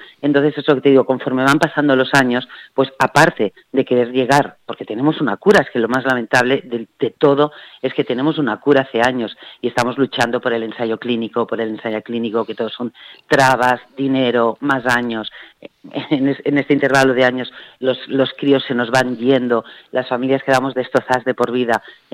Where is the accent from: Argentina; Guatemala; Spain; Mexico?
Spain; Terrassa, Catalonia; nosotros somos de Tarrasa, provincia de Barcelona